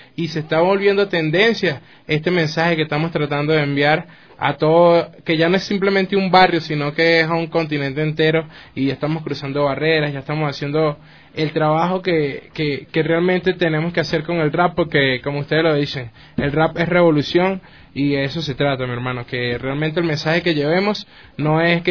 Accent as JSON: {"language": "Spanish", "town": "Maracay", "region": "Aragua", "country": "Venezuela", "said": "vengo desde Maracay, Venezuela."}